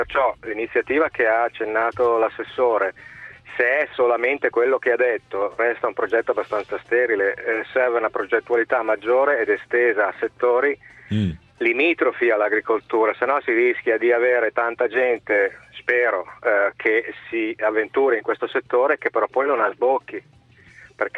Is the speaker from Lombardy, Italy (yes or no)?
yes; Milan, Lombardy, Italy; Io sono un milanese trapiantato in Liguria che sta cercando di fare impresa agricola